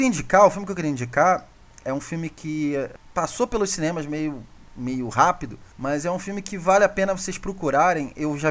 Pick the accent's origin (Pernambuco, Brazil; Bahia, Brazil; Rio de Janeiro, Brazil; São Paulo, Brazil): Rio de Janeiro, Brazil; eu, como carioca também, eu vivi um pouco daquilo ali que tem no Cidade de Deus. Eu morava do lado da Cidade de Deus, sim, na freguesia.